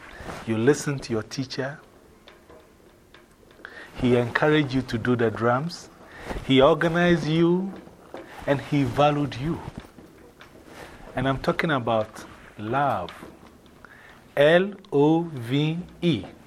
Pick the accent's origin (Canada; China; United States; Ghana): Ghana; English is a second language; You know, I remember I told you I'm from Ghana, right? Who remembers the former name of my country?